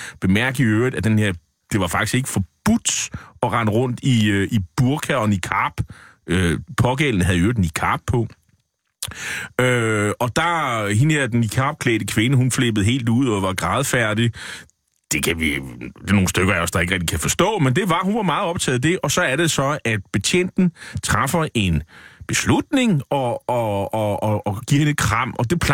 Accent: Nexø, Capital Region of Denmark, Denmark; Det er jo min gamle hjemby over på Bornholm.

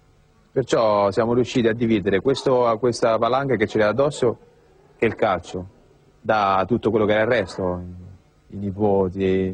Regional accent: Rome, Lazio, Italy; Io sono cresciuto a Cinecittà

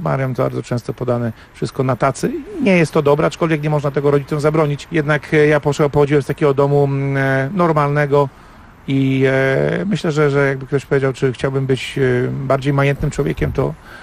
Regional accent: Wągrowiec, Greater Poland Voivodeship, Poland; Tak, urodziłem się w Wągrowcu. To jest taka miejscowość w granicach 30 tysięcy mieszkańców.

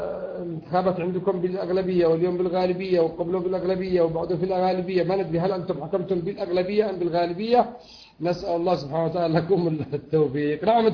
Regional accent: Yemen; يقولون بالذات أهل اليمن، وأنا يمني

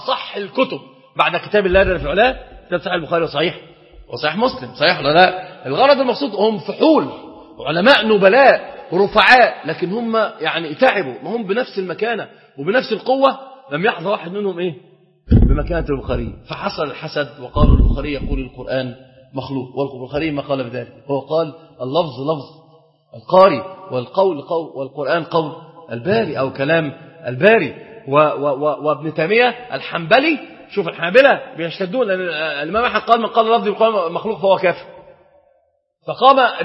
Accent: Egypt; إحنا عندنا في مصر اشتهر شيء قوي جدا

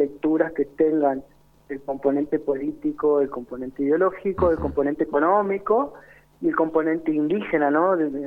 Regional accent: Mendoza, Argentina; Siendo mendocino, digamos, estando viviendo acá, no somos ajenos de lo que sucede en la montaña.

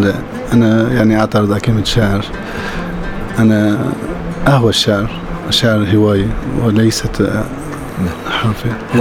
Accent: Aleppo, Aleppo Governorate, Syria; also born or lived in Raqqa / Hasakah; ولدت في حلب، تغربت مبكر من عمر 6 سنين، درست الابتدائي والاعدادي متنوع في اكثر من مكان، من رقة للحسكي لريف الرقة كلياته. ورجعت بالثانوية على حلب مرة ثانية.

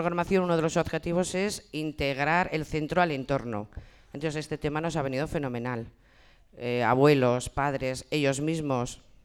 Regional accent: Fustiñana, Navarre, Spain; como todos somos de aquí de Fustiñana

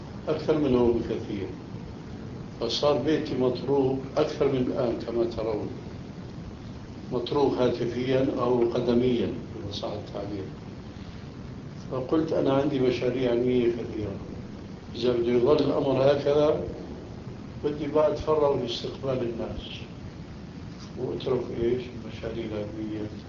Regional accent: Damascus, Damascus Governorate, Syria; moved away as an adult; فالشاهد هو هاجر بنا إلى دمشق، أما أنا هاجرت من دمشق بنفسي إلى هناك.

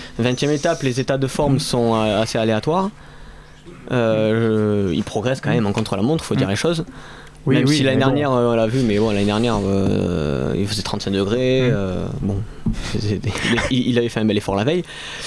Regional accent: France; on est français, donc on a quand même envie qu'il gagne.

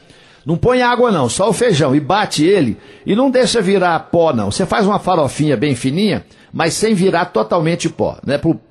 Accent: Coromandel, Minas Gerais, Brazil; A minha cidade, meu município de Coromandel, é um dos maiores produtores de leite do estado de Minas Gerais

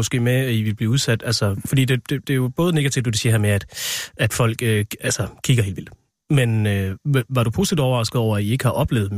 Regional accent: Central Denmark Region, Denmark; also born or lived in Aarhus; now in Copenhagen, Denmark; jeg er jo selv fra Vestjylland, og der var jeg fra.

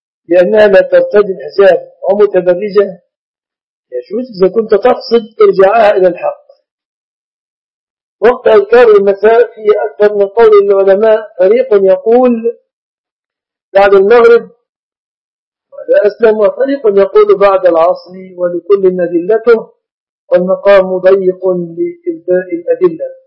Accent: Mit Samanud, Dakahlia, Egypt; لست سعوديا، أنا مصري من قرية يقال لها منية سمنود، مركز أجا، محافظة الدقهلية، عاصمة الدقهلية هي المنصورة، ونحن مجاورون لها.

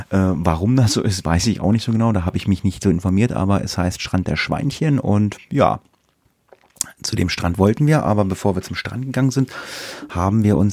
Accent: Lower Saxony, Germany; in Deutschland, in einigen Bundesländern ist, glaube ich, auch Feiertag, aber nicht in Niedersachsen, wo ich herkomme.

